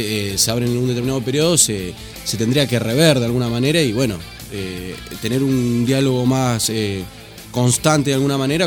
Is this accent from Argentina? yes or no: yes; Punta Lara, Buenos Aires Province, Argentina; Yo, por ejemplo, que soy de Punta Lara, noto que los padres tienen otra.